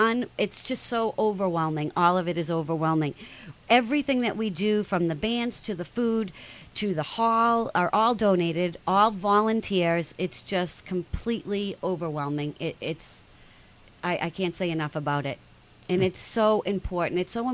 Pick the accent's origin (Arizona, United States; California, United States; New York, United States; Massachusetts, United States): Massachusetts, United States; Billerica; I am from Billerica, so Billerica is very, very near and dear to my heart.